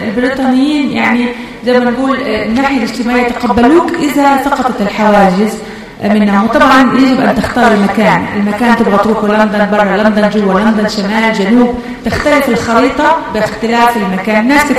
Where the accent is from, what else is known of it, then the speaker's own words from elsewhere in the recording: United Kingdom; أنا تربيت كطفلة في بريطانيا